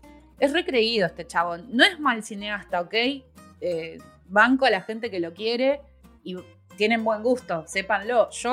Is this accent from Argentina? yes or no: yes; Argentina; Igual nosotros acá, que somos argentinas